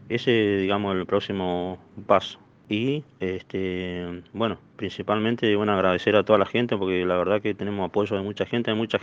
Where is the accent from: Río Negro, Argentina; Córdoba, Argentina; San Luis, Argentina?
Río Negro, Argentina; como somos de Río Negro y somos la tercera provincia en zona de riesgo